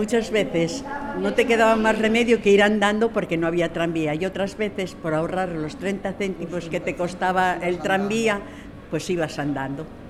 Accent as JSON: {"language": "Spanish", "town": "Gijón", "region": "Asturias", "country": "Spain", "tie": "born or raised there", "said": "Yo desde que nací. Tengo 72 años. Y soy de aquí, soy de Jove, allá arriba de Jove."}